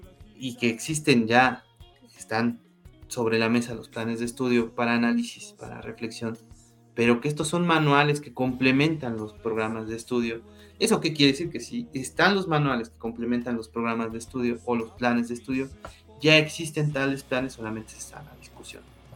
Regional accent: Mexico; Y como mexicanos y como seres humanos, entendemos que esta perspectiva

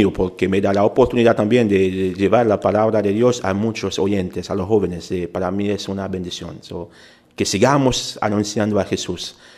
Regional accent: Haiti; Spanish is a second language; yo nací en Haití, soy haitiano. Y a veces la gente pregunta, ¿y por qué habla español tan bueno? Pero tenía que estudiarlo. En mi país se enseña español en la escuela.

